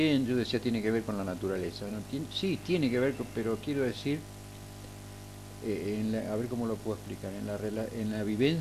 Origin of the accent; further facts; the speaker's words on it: Buenos Aires, Argentina; Sí. porteño.